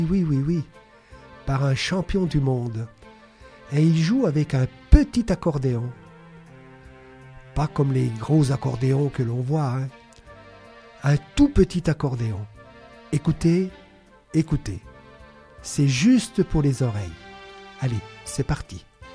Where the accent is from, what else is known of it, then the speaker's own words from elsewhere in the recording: Italy; born there; je la consacre à mon pays natal, l'Italie